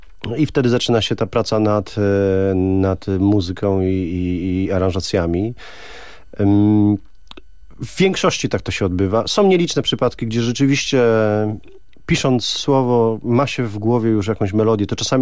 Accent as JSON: {"language": "Polish", "town": "Ślesin", "region": "Greater Poland Voivodeship", "country": "Poland", "tie": "born or raised there", "said": "miasta, z którego się wywodzę, czyli ze Ślesina. To małe miasteczko, ale bardzo piękne i cudowne."}